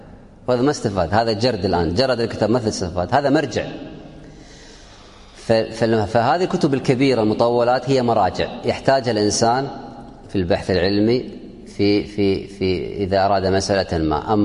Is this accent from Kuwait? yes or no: yes; Kuwait; وعندنا في الكويت قراءات ولله الحمد